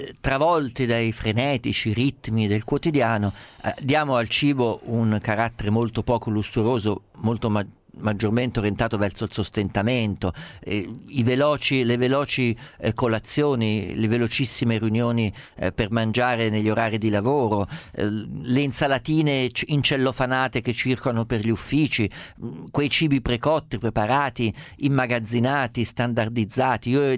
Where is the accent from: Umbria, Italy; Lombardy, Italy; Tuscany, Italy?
Umbria, Italy; io sono umbro, le dico, la preparazione dei cappelletti, che era la minestra natalizia delle mie parti